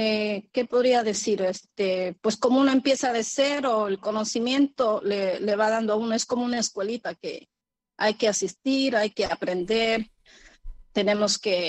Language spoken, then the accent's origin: Spanish; Ecuador; now in New York, United States; yo como siempre he estado en la ciudad de Nueva York porque soy ecuatoriana y mi comunidad ecuatoriana, la mayoría está en Queens, Nueva York